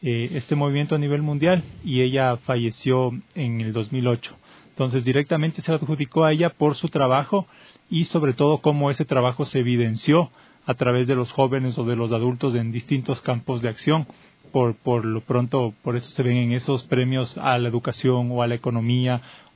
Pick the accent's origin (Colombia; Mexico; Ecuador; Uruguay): Ecuador; las relaciones interculturales que creemos como ecuatorianos podemos darles de ejemplos al mundo